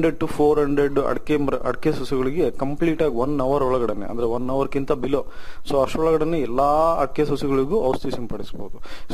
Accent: Anaveri, Karnataka, India; born or raised there

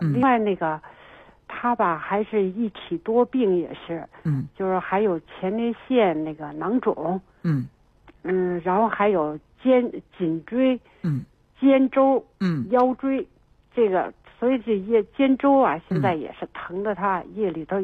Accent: Beijing, China; 他是，我们是北京人。

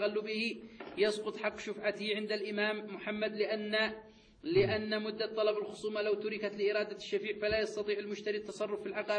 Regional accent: Yemen; القضاء عندنا في اليمن المعتاد في القضاء في المحاكم

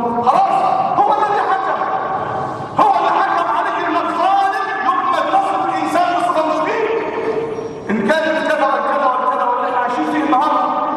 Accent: Damietta, Damietta Governorate, Egypt; عندنا في دمياط كوارث بنحضرها كوارث

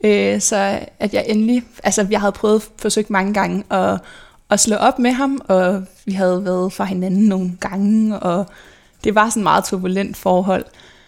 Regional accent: Albertslund, Capital Region of Denmark, Denmark; jeg er født og opvokset i Albertslund. Sammen med min mor, min far og min storebror, som er 8,5 år ældre end mig.

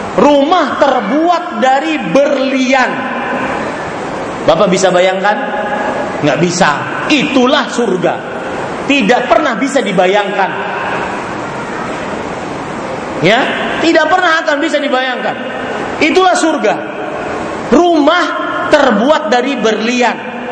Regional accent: Banjarmasin, South Kalimantan, Indonesia; Din, pulang ke Indonesia. Kenapa pak? Di Banjarmasin kota saya lagi musim durian.

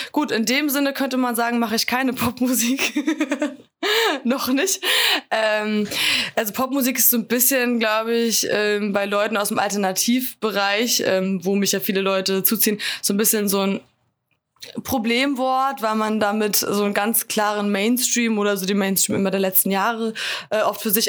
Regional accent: Schleswig-Holstein, Germany; bei uns in Nordfriesland, ich komme nicht aus Flensburg, aber aus der Region, da tickt natürlich die Uhr irgendwie so ganz anders als in der Stadt, ne, wenn du wirklich so zwischen Deichen und Schafen nur groß wirst.

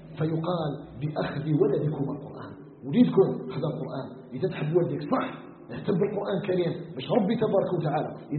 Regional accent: Algeria

